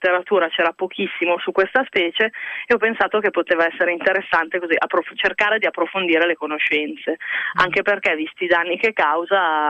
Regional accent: Pavia, Lombardy, Italy; Sono di Pavia e ho sempre studiato a Pavia, per cui ho fatto l'università a Pavia

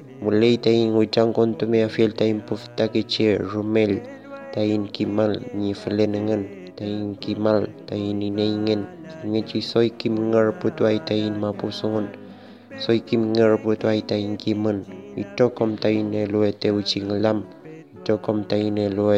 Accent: Centenario, Neuquén, Argentina; Soy de Centenario, provincia de Neuquén, de Puel Mapo, hoy conocido como Argentina.

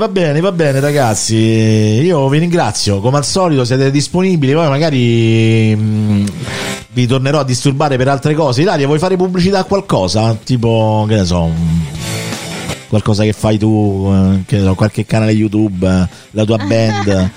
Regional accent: Scotland, United Kingdom; Io sono scozzese.

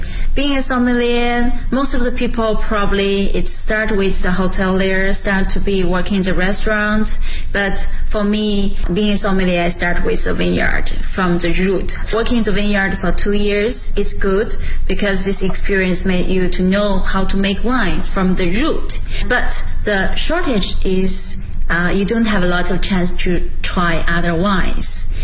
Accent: Shijiazhuang, Hebei, China; English is a second language; now in Beijing, China; I'm originally from Hebei province and the Shijiazhuang city, the capital of the Hebei province. And right now I'm working in Beijing

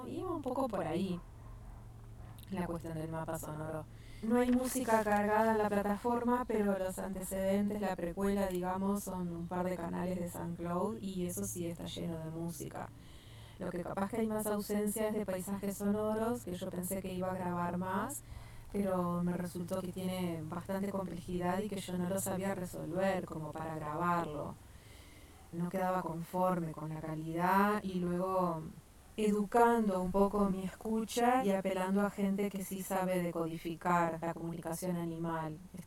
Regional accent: Montevideo, Uruguay; born there; Yo nací en Montevideo, en la capital, pero soy el producto de unas relaciones intergeneracionales que estuvieron vinculadas a la tierra.

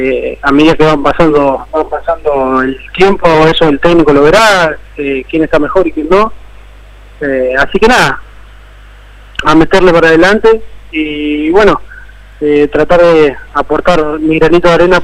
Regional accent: Santa Fe, Argentina; Yo soy de Santa Fe, de Nuevo Torto.

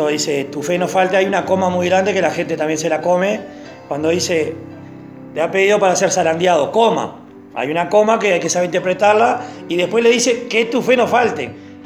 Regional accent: Uruguay; No soy judío, soy uruguayo, ¿no? Evangélico uruguayo

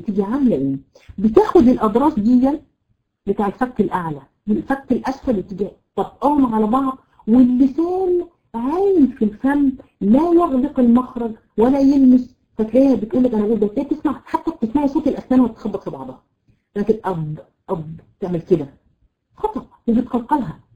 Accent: Egypt; عندنا في مصر عندنا مشكله جامده جدا. بيحبوا ايه؟ يحطوا الضاد ضاء

